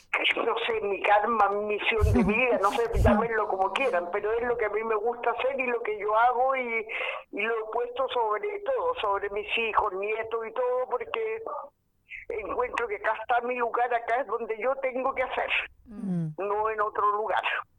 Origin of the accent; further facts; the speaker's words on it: San Antonio, Valparaíso, Chile; moved away as an adult; yo caí con un grupo en Santiago, porque yo salí de San Antonio en el 74.